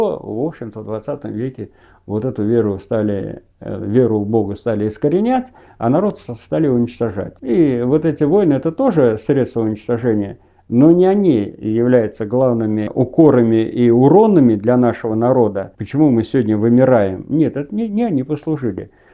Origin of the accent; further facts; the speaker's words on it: Vyazemka, Penza Oblast, Russia; В моем родном селе в 1937 году осенью село Вяземка Пензенской области Зимеченского района